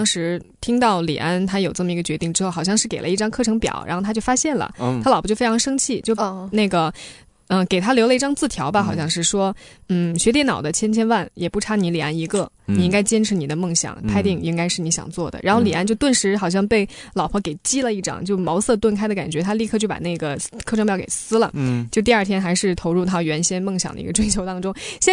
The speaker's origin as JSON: {"language": "Chinese", "country": "China", "said": "我们中国人这个人情社会里面，谁不懂得指桑骂槐谁不懂得这个什么就是找暗喻，这是我们中国人最擅长的"}